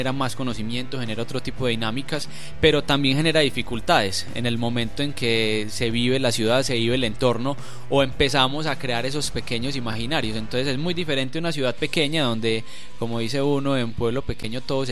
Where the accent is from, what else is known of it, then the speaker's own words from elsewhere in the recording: Buga, Valle del Cauca, Colombia; now in Medellín, Colombia; Vivo en la ciudad de Medellín precisamente, no soy oriundo de Medellín, soy del Valle, precisamente del Valle del Cauca, pero toda la vida prácticamente asentado y con un total arraigo por la ciudad y pertenencia por la misma.